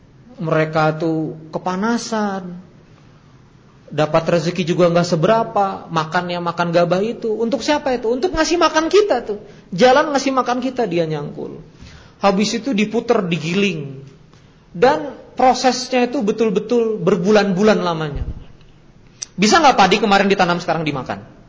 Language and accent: Indonesian; South Kalimantan, Indonesia; Wah, apalagi saya orang Banjar tuh. Kalau gak asin repot.